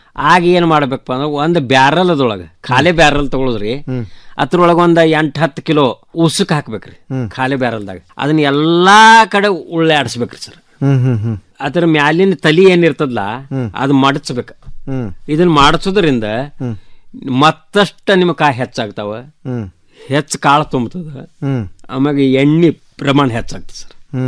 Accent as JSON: {"language": "Kannada", "town": "Kausalge", "region": "Karnataka", "country": "India", "tie": "born or raised there", "said": "ನಮ್ಮ ಊರಂತೆ ಕೌಸಲ್ಗೆ ಅಂತ ಊರದ ಸರ್."}